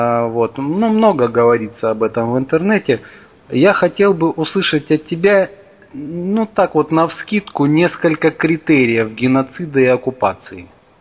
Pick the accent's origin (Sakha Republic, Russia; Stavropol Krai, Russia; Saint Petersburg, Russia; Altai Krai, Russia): Altai Krai, Russia; Barnaul; я из Барнаула.